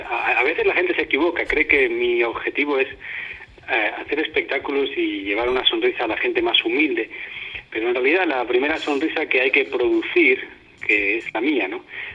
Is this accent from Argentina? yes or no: no; Spain; moved away; Y de esta manera llevo ya 8 años desde que salí de España.